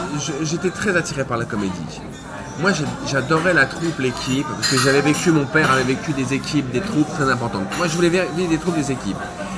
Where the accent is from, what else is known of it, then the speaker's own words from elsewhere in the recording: Paris, Île-de-France, France; born there; Je suis né à Paris. Mon père est parisien et ma mère est marseillaise. Ce qui fait que je naviguais beaucoup entre les deux.